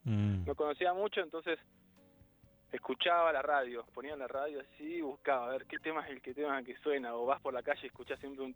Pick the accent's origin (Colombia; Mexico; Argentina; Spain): Argentina; Buenos Aires; Me crié en Buenos Aires, ¿no?